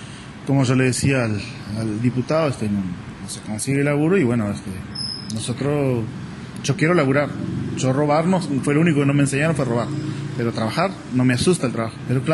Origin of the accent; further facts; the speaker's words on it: Artigas, Uruguay; como ciudadano uruguayo, ciudadano artiguense, te duele.